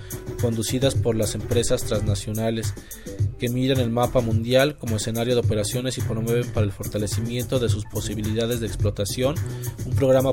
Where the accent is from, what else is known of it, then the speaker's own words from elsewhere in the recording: Mexico; en donde nosotros como mexicanos estamos incluidos.